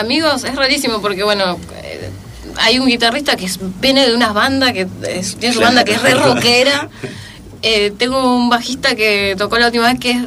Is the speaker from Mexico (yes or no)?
no; Buenos Aires Province, Argentina; Yo soy de Zona Norte, chicos, les aviso.